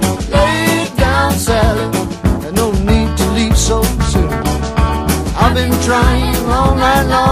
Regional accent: Basque Country, Spain; y el mismo día que toco como vascos que soy

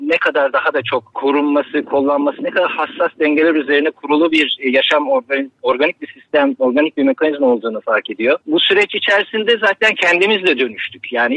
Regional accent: Istanbul, Turkey; Ama tabii yani, İstanbul'da doğup büyüdük.

